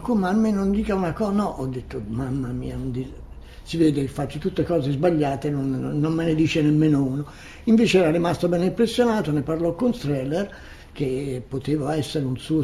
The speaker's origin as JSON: {"language": "Italian", "town": "Florence", "region": "Tuscany", "country": "Italy", "said": "ma dottore, io sono fiorentino, non sono mai stato a Venezia, io non so nulla"}